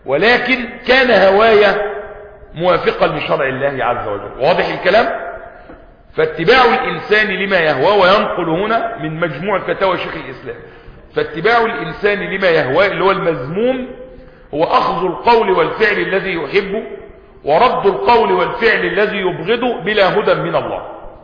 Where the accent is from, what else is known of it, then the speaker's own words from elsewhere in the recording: Egypt; born there; خلقت في مصر ولم أخلق في مكة،